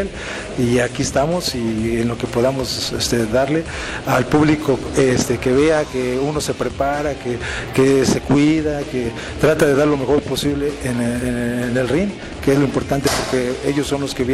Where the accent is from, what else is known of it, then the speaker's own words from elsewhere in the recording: Mexico; Entonces, como mexicanos, hay que apoyarnos para que esto siga.